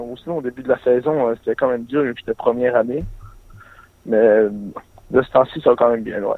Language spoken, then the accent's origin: French; Saint-Félicien, Quebec, Canada; Ah, je viens de Saint-Félicien.